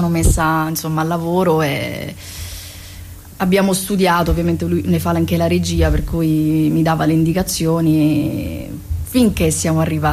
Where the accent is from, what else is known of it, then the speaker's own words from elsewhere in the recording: Augusta, Sicily, Italy; Sono di Augusta, provincia Siracusa.